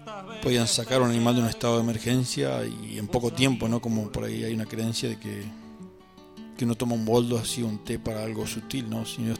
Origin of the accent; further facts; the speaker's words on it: Cholila, Chubut, Argentina; also born or lived in El Bolsón; trabajé en la zona de Cholila, que es mi lugar de origen, pero también me crié un poco acá en Bolsón.